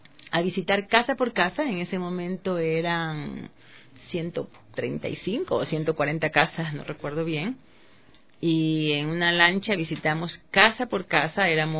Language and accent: Spanish; Babahoyo, Los Ríos, Ecuador; born there; yo nací en Babahoyo y siempre veía las casas sobre el río